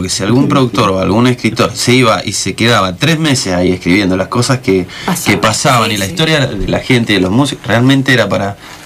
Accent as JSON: {"language": "Spanish", "town": "Las Heras", "region": "Mendoza", "country": "Argentina", "said": "Yo soy de Las Heras y me iba caminando"}